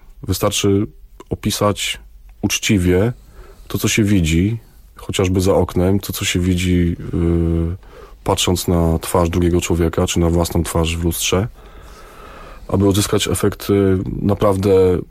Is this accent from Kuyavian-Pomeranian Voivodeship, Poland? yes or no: yes; Koronowo, Kuyavian-Pomeranian Voivodeship, Poland; also born or lived in Bydgoszcz; Urodziłem się niedaleko, urodziłem się w Bydgoszczy, praktycznie od urodzenia mieszkam w Koronowie.